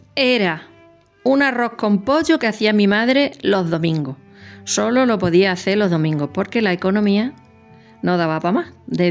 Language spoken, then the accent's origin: Spanish; Zafra, Extremadura, Spain; born there; Nací en el 1960 y nací en Zafra.